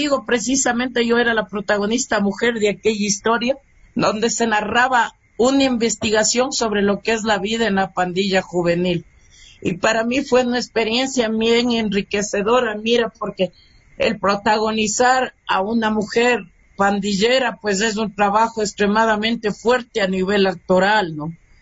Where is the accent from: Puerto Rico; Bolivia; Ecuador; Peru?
Ecuador; música ecuatoriana y artistas ecuatorianos somos todos los que estamos realizando producción artística en este hermoso territorio y en nuestro lindo Ecuador